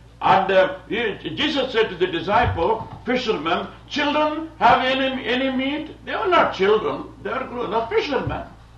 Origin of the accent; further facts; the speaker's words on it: England, United Kingdom; now in United States; When I came from England, they told me, when you go to America, don't learn Yankee slang and come back with it to England, they said.